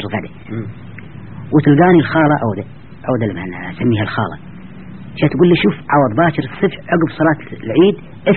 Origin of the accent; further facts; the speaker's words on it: Kuwait; قلت له ابوي انا كويتي